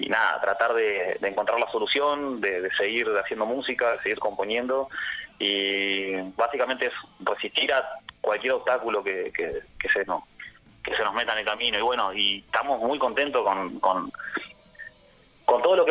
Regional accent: Choele Choel, Río Negro, Argentina; nosotros arrancamos viviendo, nosotros somos de Cholechuel, sí. Río Negro

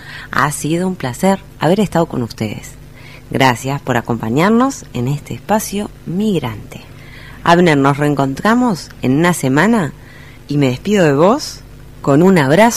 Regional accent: Uruguay; now in Spain; Entre los que venimos de países materos, de América Latina, la verdad, el mate es un compañero inseparable, para mí como uruguaya, casi como una tarjeta de presentación, te diría.

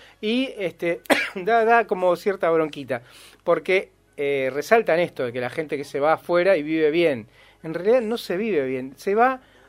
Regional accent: Argentina; los argentinos para esta gente no somos negros africanos. Supuestamente para esta gente somos mejor, tenemos otro nivel.

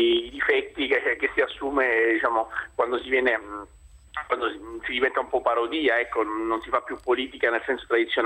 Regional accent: Sicily, Italy; also born or lived in Milan; No, io sono siciliano, ancora più a sud di Napoli

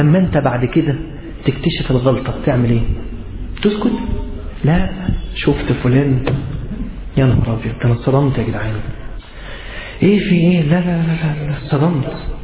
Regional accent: Egypt; بس احنا كمصريين بنشيل بنعمل كده يعني

